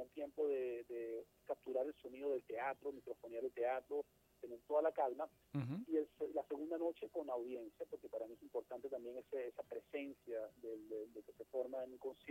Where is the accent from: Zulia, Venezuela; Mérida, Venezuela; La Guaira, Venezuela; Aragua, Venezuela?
Mérida, Venezuela; pasamos por Mérida, por mi ciudad natal.